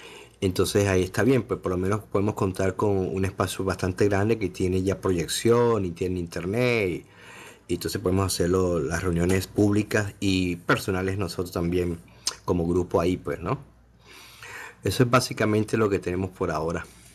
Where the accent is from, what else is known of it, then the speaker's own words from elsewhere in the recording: Venezuela; now in Toronto, Canada; No, yo soy venezolano y vivo en Toronto, Canadá